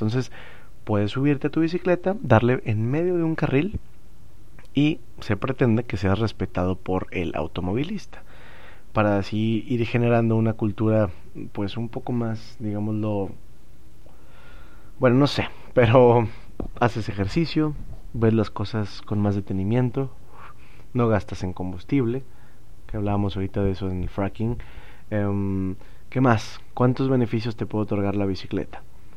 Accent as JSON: {"language": "Spanish", "town": "Monterrey", "region": "Nuevo León", "country": "Mexico", "said": "vamos a estar ahí en una carnilla asada, como buenos regiomontanos."}